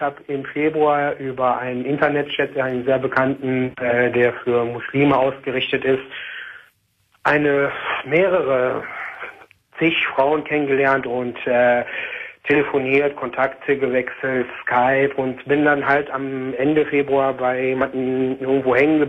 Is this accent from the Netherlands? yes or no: no; Tunisia; also born or lived in Germany; ich bin ja Tunesier und gebürtig Tunesier und also auch in Deutschland zwar geboren halt, aber halt irgendwo Moslem auch.